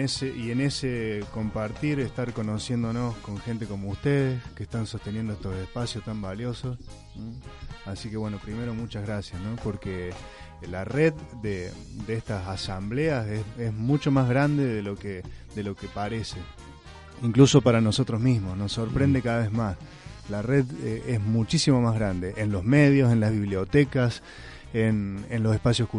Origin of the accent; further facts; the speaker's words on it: Córdoba, Argentina; vengo desde Córdoba, de la Asamblea Villayarino Despierta.